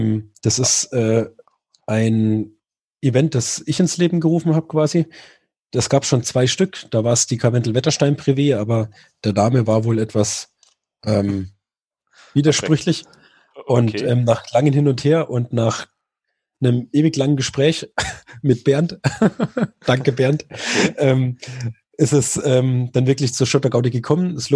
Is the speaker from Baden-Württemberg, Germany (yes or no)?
no; Murnau, Bavaria, Germany; Bei uns in Murnau, also da, wo ich herkomme, sind knapp über 200 Kilometer, knapp 3.500 Höhenmeter.